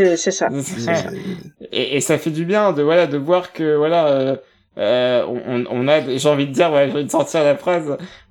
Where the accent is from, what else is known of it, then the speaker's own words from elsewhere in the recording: France; parce que voilà, on est français et que en fait, c'est si proche de nous